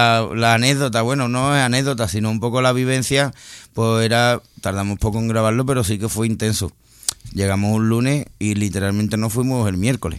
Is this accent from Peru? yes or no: no; Seville, Andalusia, Spain; como venimos de Sevilla, y entonces pues allí hemos mamado pues tanto todos los grupos legendarios que tenemos y maestros del rock, y hemos mamado también el flamenco.